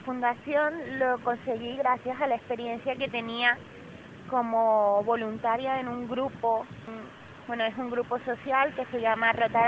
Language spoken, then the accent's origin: Spanish; Barranquilla, Atlántico, Colombia; Yo soy de Barranquilla, Colombia.